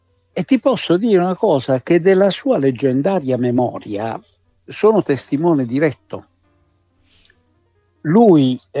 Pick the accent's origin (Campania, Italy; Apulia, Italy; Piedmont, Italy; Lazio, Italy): Apulia, Italy; Bari; io sono barese di origine, sì, e quindi ero concittadino di Aldo Moro